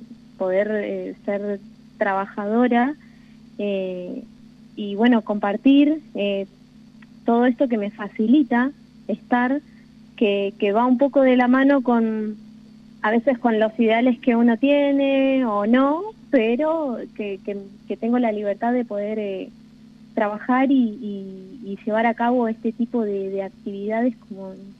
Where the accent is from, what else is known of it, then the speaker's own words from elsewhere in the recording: Córdoba, Argentina; now in Santa Rosa, Argentina; yo vengo de la provincia de Córdoba.